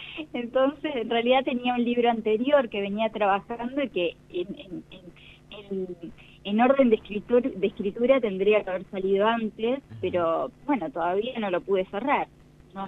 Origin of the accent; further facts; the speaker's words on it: Buenos Aires, Argentina; born there; Nací en Capital Federal